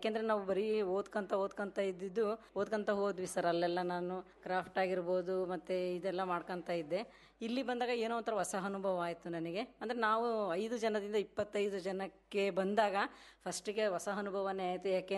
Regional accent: Shivamogga, Karnataka, India; ನಮ್ಮ ತಂದೆ ಅವರು ಮಾಸ್ಟ್ರು, ಮೂಲತಃ ನಾವು ಶಿವಮೊಗ್ಗದವರು. ನಂದು ವಿದ್ಯಾಭ್ಯಾಸ ಬಂದು BA BEd ಆಗಿತ್ತು.

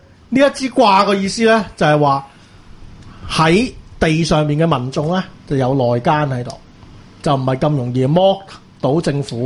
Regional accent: Hong Kong; 我唔理之前 Yahoo 嗰啲賓人咧點樣奚落我哋香港人，

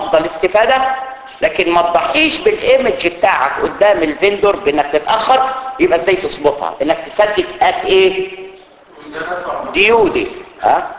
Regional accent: Egypt; ماليش دعوه انا بالبقاله اللي عندنا في مصر

